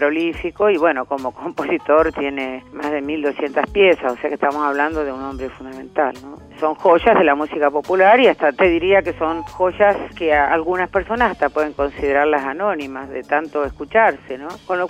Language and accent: Spanish; Argentina; qué es lo que somos como argentinos